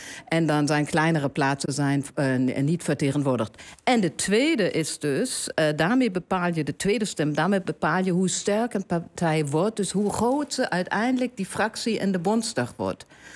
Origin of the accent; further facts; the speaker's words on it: Germany; Maar dat is natuurlijk, ik ben een Duitser in het buitenland.